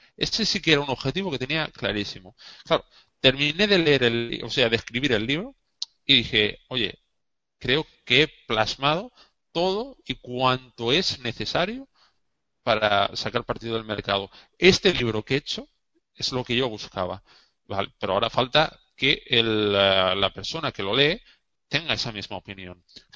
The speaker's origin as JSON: {"language": "Spanish", "town": "Valencia", "region": "Valencian Community", "country": "Spain", "said": "yo soy de Valencia"}